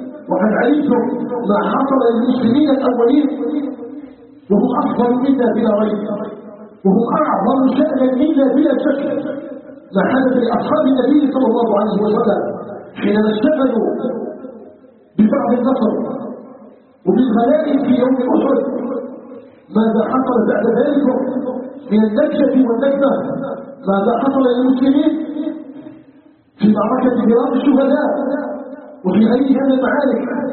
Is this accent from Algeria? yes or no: yes; Algeria; اللهم اجعل بلدنا الجزائر بلداً آمناً مطمئناً وسائر بلاد المسلمين.